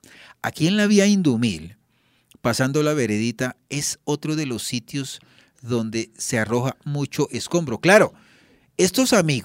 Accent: Boyacá, Colombia; Yo no soy paisa, yo soy boyacense

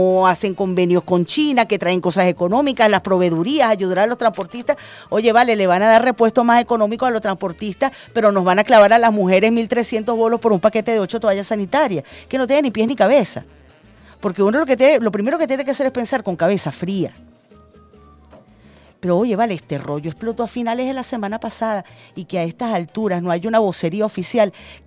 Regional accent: Venezuela; como ciudadana, como venezolana

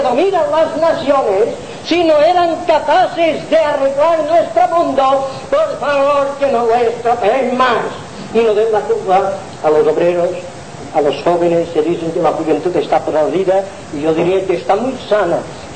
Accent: Balearic Islands, Spain; soy mallorquín, así es

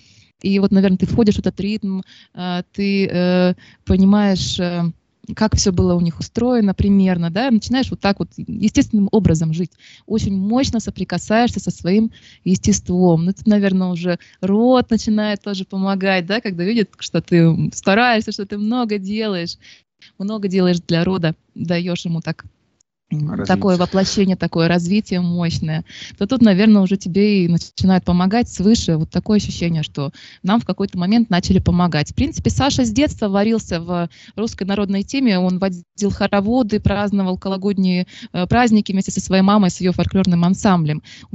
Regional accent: Novosibirsk, Novosibirsk Oblast, Russia; Да, мы из Новосибирска. Под Новосибирском есть Академгородок, а под Академгородком есть многодетный поселок «Семейная сказка».

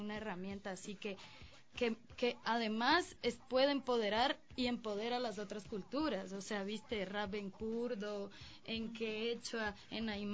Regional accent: Colombia; de la realidad en la que yo crecí en Colombia

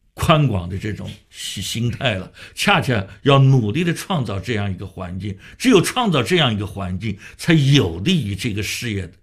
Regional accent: Shanghai, China; 我发现北京人也做过我们上海人的戏啊

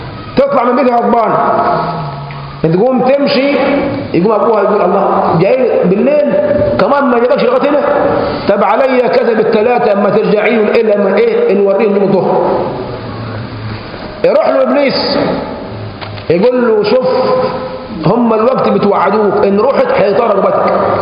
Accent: Egypt; هو عندنا في مصر بالذات

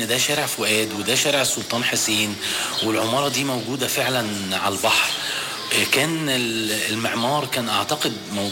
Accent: Alexandria, Alexandria Governorate, Egypt; مع كوني أنا اسكندراني ومولود في اسكندرية وحبي ليها،

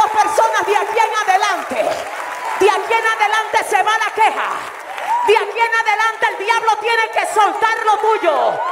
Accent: Dominican Republic; Yo vine de República Dominicana a hablar con gente determinada.

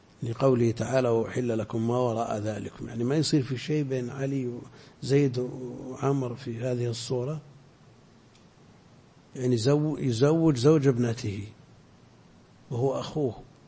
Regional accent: Al-Qassim, Saudi Arabia; لا عندنا في القصيم كثير تزوج اثنتين

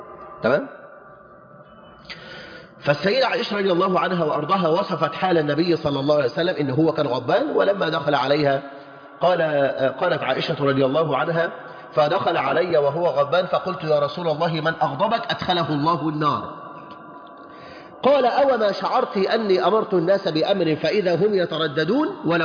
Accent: Egypt; ليجعل بلدنا مصر أمناً أماناً

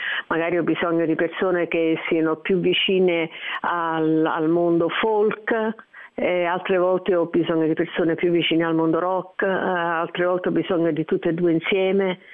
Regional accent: Naples, Campania, Italy; e in particolare anche più napoletano, visto che sono napoletana.

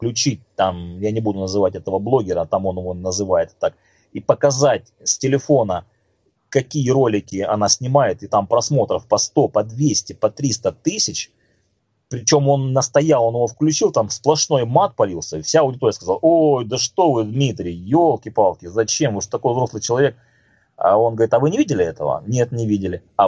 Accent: Crimea, Ukraine; как крымчанин, как коренной крымчанин, мы всегда надеялись на то, что произойдет чудо

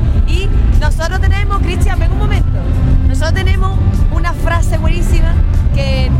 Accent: Chiclana, Andalusia, Spain; venimos de Chiclana, un pueblecito de Cádiz

